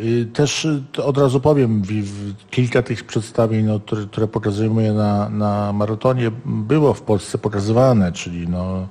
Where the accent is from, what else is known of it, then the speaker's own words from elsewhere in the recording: Tarnów, Lesser Poland, Poland; ja się nie chcę wyprowadzać z Tarnowa, bo jakby no jestem tarnowianinem